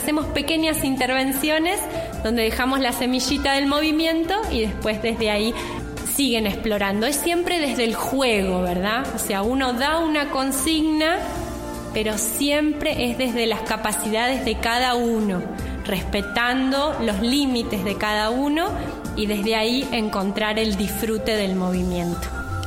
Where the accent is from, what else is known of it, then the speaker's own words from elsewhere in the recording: Buenos Aires, Argentina; born there; also born or lived in Villa Regina; Nací en Buenos Aires. Y Buenos Aires, a pesar de que es una ciudad que no me gusta, no me atrapó como para quedarme, ahí me pude formar y pude hacer un camino. Un tiempo viví en el Valle, en Villa Regina, hermoso.